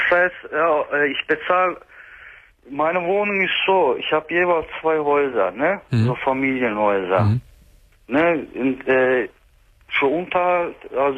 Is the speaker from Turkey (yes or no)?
yes; Turkey